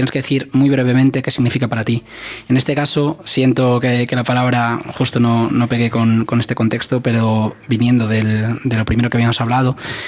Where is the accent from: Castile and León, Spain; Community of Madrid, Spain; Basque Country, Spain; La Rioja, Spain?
Community of Madrid, Spain; Alcalá de Henares; Y gente que no ha salido de Madrid o yo soy de Alcalá